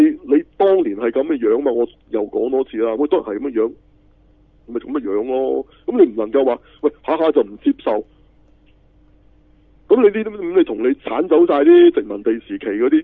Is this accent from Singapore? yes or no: no; China; 我系中国人嚟嘅吓。